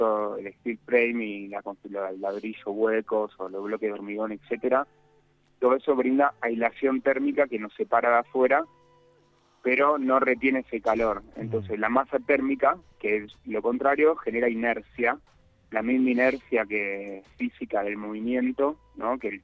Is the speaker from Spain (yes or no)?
no; San Esteban, Córdoba, Argentina; que somos acá de San Esteban, que no nos queda otra que ir a Capilla del Monte